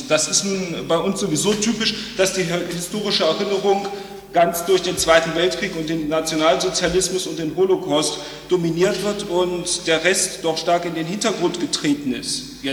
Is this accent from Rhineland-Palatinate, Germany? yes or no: no; Düsseldorf, North Rhine-Westphalia, Germany; Das Denkmal, das Sie dort oben an die Wand geworfen sehen, steht in meiner Heimatstadt Düsseldorf am Rand eines großen Platzes.